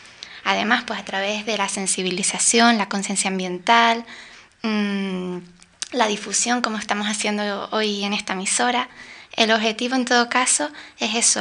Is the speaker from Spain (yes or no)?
yes; Canary Islands, Spain; Y sobre todo en unas islas como las Canarias, en donde la economía se sustenta principalmente en el turismo. En mi opinión, los turistas vienen buscando nuestro clima, nuestros paisajes y ecosistemas tremendamente diversos y ricos